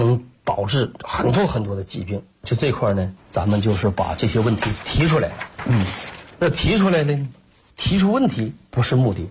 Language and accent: Chinese; China; 就像我说那个苏联的科学家学我们中国人包饺子，就一个环节没解决，这就叫掉链子。